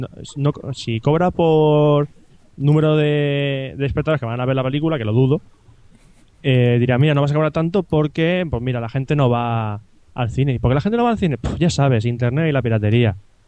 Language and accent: Spanish; San Vicente, Spain; Yo del Greco lo único que vi fue carteles en el cine de aquí de San Vicente, de mi pueblo.